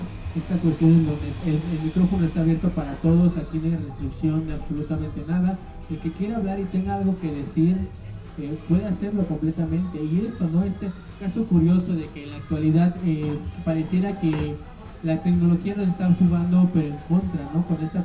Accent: Mexico; nosotros también como mexicanos muchas veces despreciamos también esa cuestión de los frijoles

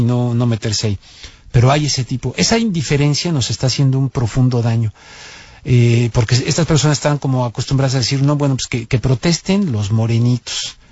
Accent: Mexico; porque soy mexicano y he vivido allá y tengo familia

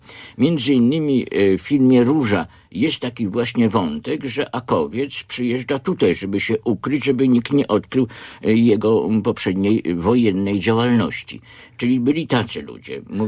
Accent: Orzysz, Warmian-Masurian Voivodeship, Poland; now in Olsztyn, Poland; Ja urodziłem się na Mazurach. i pochodzę z Orzysza, gdzie skończyłem wszystkie szkoły, do szkoły średniej, a od 1974 roku mieszkam faktycznie w Olsztynie.

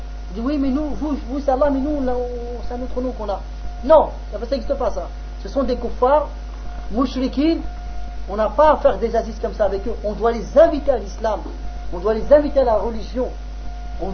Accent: France; Chez nous en France, on les a.

